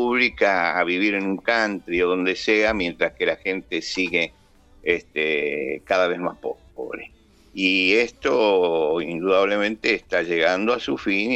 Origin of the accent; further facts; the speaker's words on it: Buenos Aires, Argentina; now in San Miguel, Argentina; Y yo, aunque vivo en San Miguel en este momento, yo soy porteño. Yo nací en la ciudad de Buenos Aires.